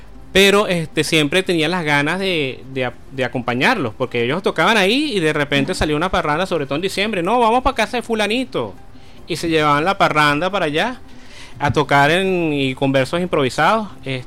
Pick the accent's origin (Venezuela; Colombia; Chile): Venezuela; Caracas, Capital District; soy natural aquí de Caracas. Nací aquí en Caracas, el 4 de septiembre, en los Magallanes.